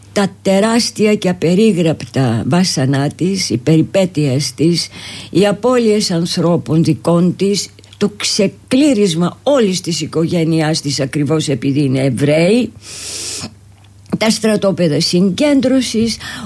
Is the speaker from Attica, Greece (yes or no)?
yes; Nea Smyrni, Attica, Greece; born there; Και ήρθα πάλι στην Αθήνα που ουσιαστικά είναι ο γενέθλιος τόπος μου. Εδώ γεννήθηκα και μάλιστα στη Νέα Σμύρνη